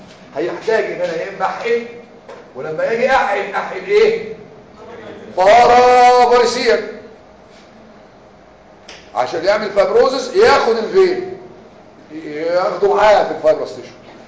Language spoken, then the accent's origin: Arabic; Egypt; يعني ما فيش انا واحد مصري وعالم